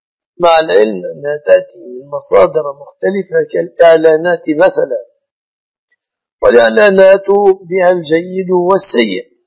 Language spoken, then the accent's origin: Arabic; Egypt; ولكن مما يتأسف عليه أنه ليس في بلادنا مصر نظام العاقلة